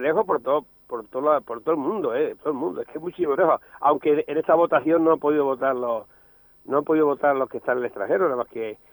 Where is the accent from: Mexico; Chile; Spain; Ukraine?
Spain; Valdeverdeja, Castilla-La Mancha; yo que voy a decir mi pueblo, no voy a decir que es feo, pero la verdad que sí, hay que reconocer que es precioso.